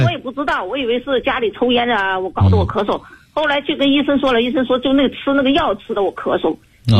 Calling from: Guangzhou, Guangdong, China; 我是来自广州市的学员。

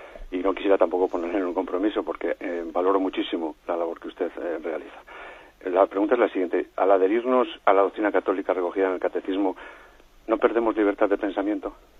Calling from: Madrid, Community of Madrid, Spain; llamo de Madrid.

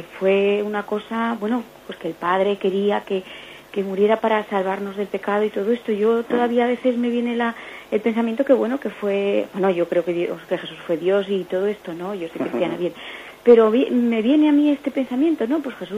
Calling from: Zaragoza, Aragon, Spain; de Zaragoza

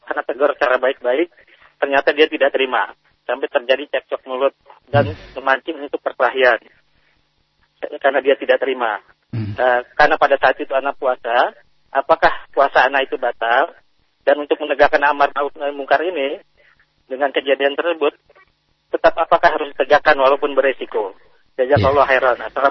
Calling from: Jakarta, Indonesia

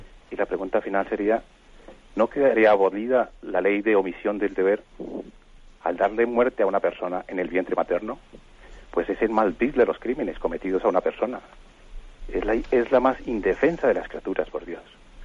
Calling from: Catalonia, Spain; de Parafruyer en Gerona

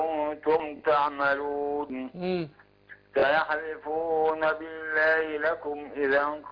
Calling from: Beheira, Egypt; من البحيرة.

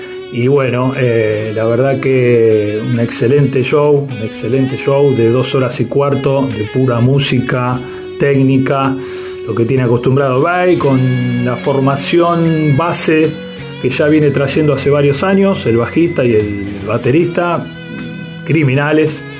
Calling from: Monte Castro, Buenos Aires, Argentina; de Monte Castro

